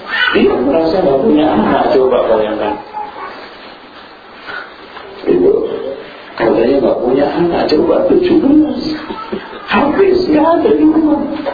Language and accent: Indonesian; East Java, Indonesia; Oh, sama Bu, saya juga Jawa Timur.